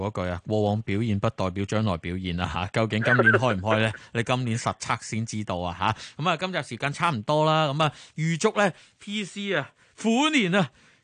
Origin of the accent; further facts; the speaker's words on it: Guangzhou, Guangdong, China; 我因为我乡下都系广州啦。